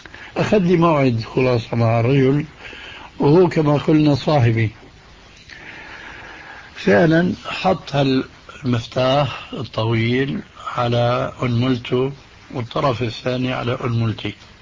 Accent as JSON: {"language": "Arabic", "town": "Damascus", "region": "Damascus Governorate", "country": "Syria", "said": "هذه كانت تستعمل عندنا في دمشق"}